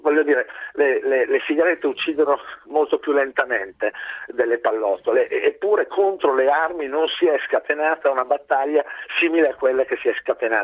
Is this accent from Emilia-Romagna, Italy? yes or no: yes; Emilia-Romagna, Italy; io sono emiliano